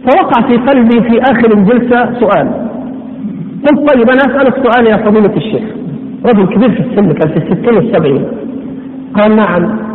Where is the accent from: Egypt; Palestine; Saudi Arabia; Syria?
Egypt; Upper Egypt; والله أنا مصري وأصل من الصعيد، ها أصل من الصعيد لكن صعيد أبيض يعني